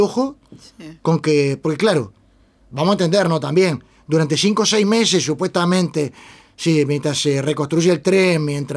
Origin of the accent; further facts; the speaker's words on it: Uruguay; Me da vergüenza como uruguayo, me da vergüenza como latinoamericano